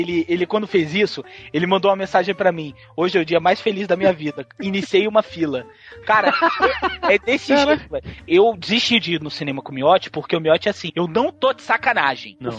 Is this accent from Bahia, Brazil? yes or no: yes; Bahia, Brazil; E aí, ó, eu sou baiano e tal, nasci na Bahia.